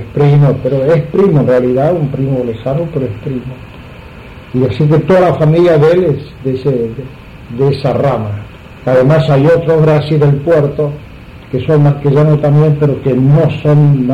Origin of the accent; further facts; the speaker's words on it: Argentina; born there; pocos meses después de yo llegar, 4 meses, nací acá en Argentina.